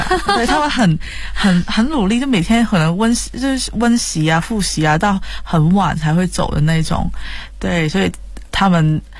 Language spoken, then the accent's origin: Chinese; Hong Kong; Chinese is a second language; 我们就比如说香港人讲普通话一样，他就会怕可能歪歪的，然后怕被人笑我们的口音什么的